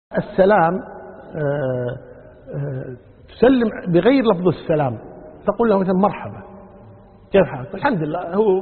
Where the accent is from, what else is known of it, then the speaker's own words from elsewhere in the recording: Kuwait; يعني عندنا في الكويت عن طريق وزارة العدل عرفوا الزواج الثاني